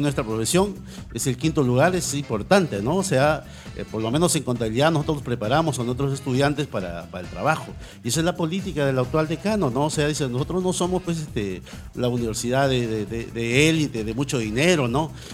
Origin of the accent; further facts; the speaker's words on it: Piura, Peru; now in Callao, Peru; Yo no soy chalaco, yo soy piurano, pero ya tengo más de 40 años en el Callao, me siento identificado, he hecho mi carrera en la universidad, he hecho 2 carreras en la universidad, vivo en el Callao